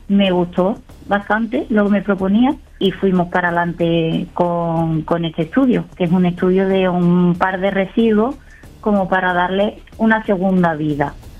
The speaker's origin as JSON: {"language": "Spanish", "town": "Málaga", "region": "Andalusia", "country": "Spain", "also_born_or_lived": "Algeciras", "said": "Soy malagueña, nací en Málaga, pero decidí estudiar en Algeciras"}